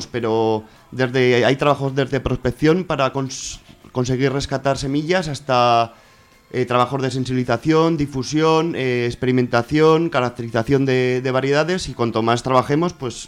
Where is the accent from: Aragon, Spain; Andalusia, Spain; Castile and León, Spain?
Aragon, Spain; del Bajo Aragón, uh-huh, en mi pueblo.